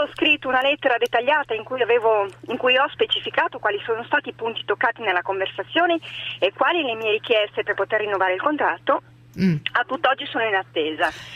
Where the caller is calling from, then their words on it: Turin, Piedmont, Italy; buongiorno. Siamo da Torino.